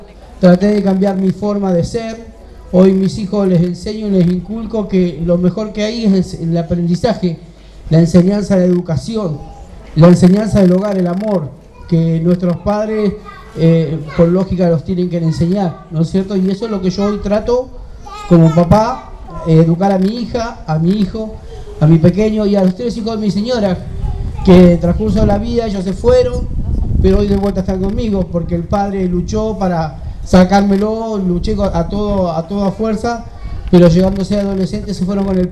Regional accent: San Miguel, Buenos Aires Province, Argentina; now in La Plata, Argentina; hace 1 año y medio pude tener mi casa propia, porque yo vengo de la zona de Buenos Aires, San Miguel, y gracias a Dios acá en La Plata pude obtener este privilegio

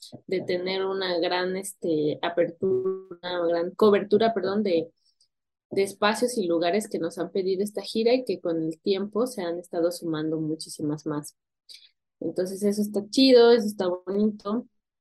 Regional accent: Tepoztlán, Morelos, Mexico; resultó que vivía en Tepoztlán también, de donde yo soy

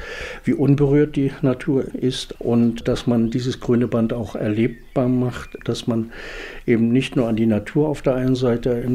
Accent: Dechow, Mecklenburg-Vorpommern, Germany; Ich bin aus Dechow, hier in Nordwestmecklenburg.

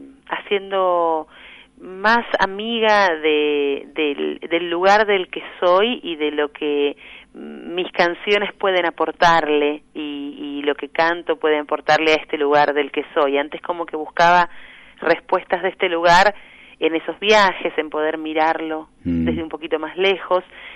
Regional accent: Buenos Aires, Argentina; hace 4 años que resido formalmente en Buenos Aires, ¿no?, de nuevo. Así que ya me considero otra vez hecha al barrio de Constitución, de donde soy, y muy contenta con esta vuelta.

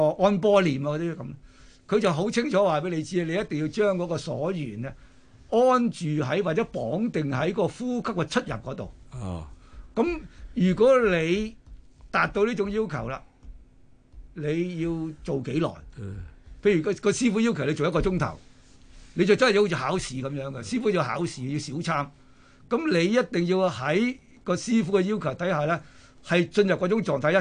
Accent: China; 咁我哋中國人好特別，我哋中國人咧就好喜好涅槃思想同佛性思想嘅。

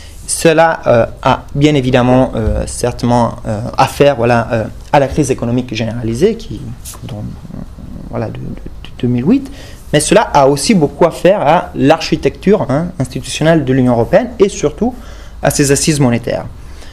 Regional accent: Aosta Valley, Italy; Moi, je vois ça très bien chez moi en Val d'Aoste

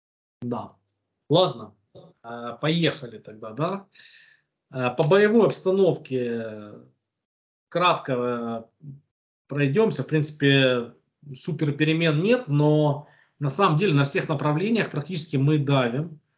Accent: Donetsk, Donetsk Oblast, Ukraine; а сейчас в Донецке нахожусь, вот, скажем так, уже в родном городе, здесь, как обычно, куча классных людей и звуки залпов и прилетов

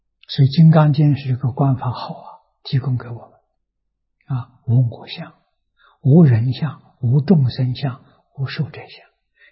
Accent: China; 我们中国人是成见

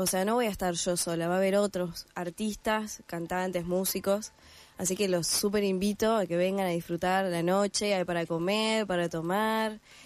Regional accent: Gualeguaychú, Entre Ríos, Argentina; yo soy de Entre Ríos, de Gualeguaychú, y no hay profesores de violín acá

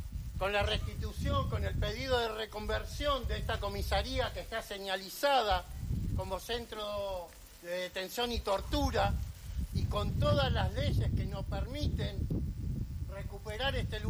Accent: Lanús, Buenos Aires Province, Argentina; soy del barrio de Villa Jardín, donde tenemos un centro clandestino que es fábrica militar

